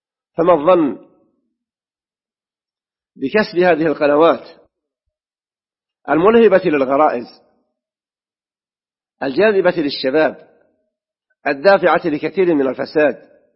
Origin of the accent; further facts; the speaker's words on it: Saudi Arabia; وفي بلادنا المملكة العربية السعودية ذات التهجد وحاضنة الحرمين